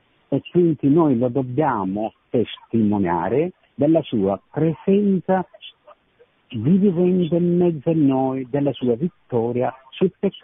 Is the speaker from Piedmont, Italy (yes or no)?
no; Figino Serenza, Lombardy, Italy; Sì, vengo da Figino Serenza, provincia di Como.